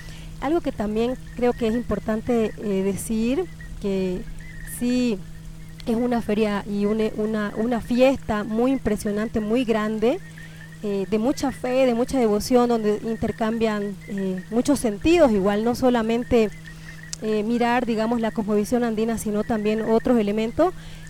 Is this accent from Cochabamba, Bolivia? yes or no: no; Santa Cruz, Bolivia; Ustedes saben que yo vivo y soy de Santa Cruz